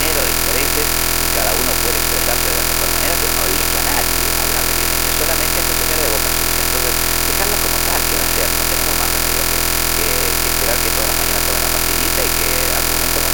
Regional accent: Buenos Aires, Argentina; aunque soy un bonaerense hecho y derecho, siempre he creído en un país federal

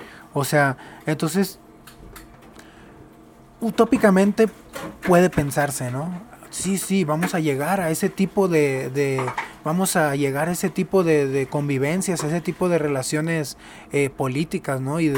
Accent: Mazatlán, Sinaloa, Mexico; moved away as an adult; yo nací en Sinaloa. Yo soy de Mazatlán, Sinaloa. Y viví ahí hasta los 23 años.

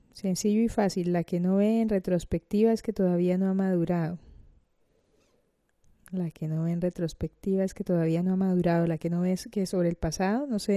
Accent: Cartagena, Bolívar, Colombia; now in Granada, Spain; cartagenera de Indias en Granada, España.

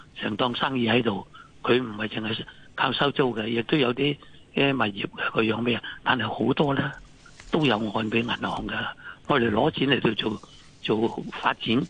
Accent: Guangdong, China; 我哋廣東人都話有頭

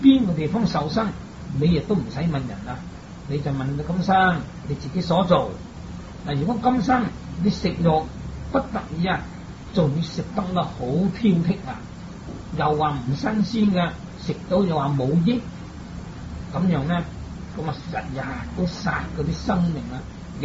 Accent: Guangdong, China; 相反我們廣東人又是近海這些鄉村，個個都吃海鮮吃魚吃肉

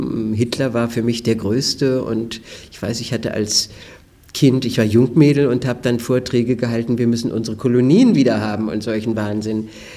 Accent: Wietstock, Brandenburg, Germany; born there; geboren in Wietstock an der Nuthe. Das ist ein kleines Dorf in der Mark Brandenburg in der Nähe von Teltow, wo es die Teltower Rübchen gibt. Kleine Lehrerfamilie, Vater Lehrer, Mutter Lehrer, 5 Geschwister.

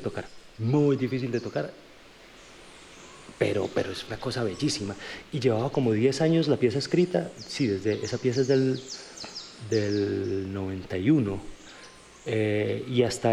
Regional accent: Bogotá, Colombia; born there; No, pues nací en Bogotá.

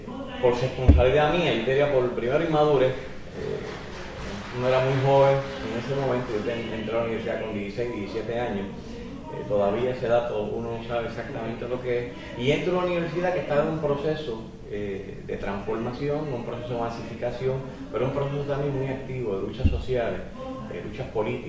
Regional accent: Orocovi, Puerto Rico; also born or lived in Río Piedras; yo muy jovencito salí de Orocovi, vine a estudiar a Río Piedras, a la Escuela Vilamayo, y mi familia se traslada de Orocovi a Río Piedras

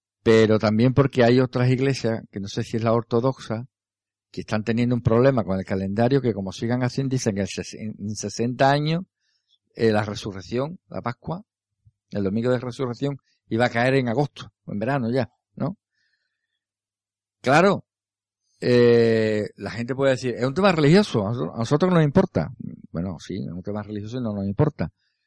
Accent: Jerez de la Frontera, Andalusia, Spain; Sabéis que somos de Jerez y la Semana Santa aquí se vive mucho en la calle

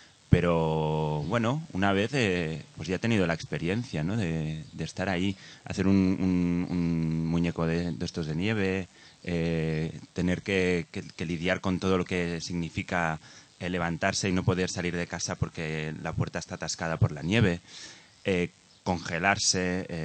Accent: Spain; yo pues soy de España y en España pues hace calor y tal

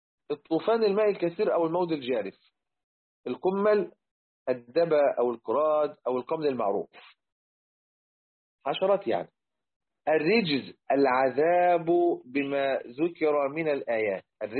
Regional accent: Egypt; وإحنا عندنا في مصر زمان لما كنا بنعمل السقف بالخشب

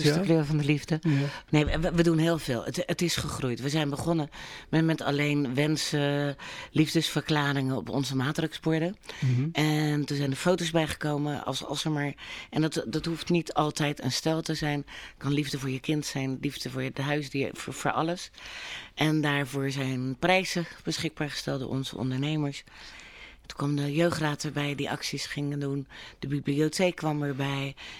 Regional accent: Capelle aan den IJssel, South Holland, Netherlands; Want we zijn Hollanders

